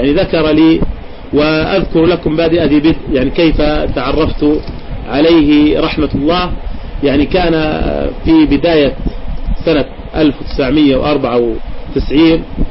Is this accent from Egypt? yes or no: no; Jordan; حصلت عندنا في الأردن تفجيرات